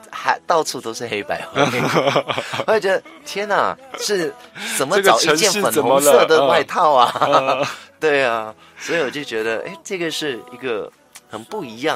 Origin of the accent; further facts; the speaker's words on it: Malaysia; 我是来自马来西亚的，所以马来西亚它是一个完全没有冬天的一个地方嘛，所以它只有夏天，而且马来西亚它是属于一个阳光很好